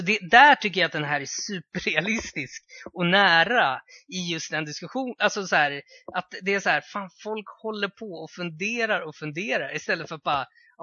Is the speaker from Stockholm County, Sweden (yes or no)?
yes; Botkyrka, Stockholm County, Sweden; För jag var från Botkyrka också.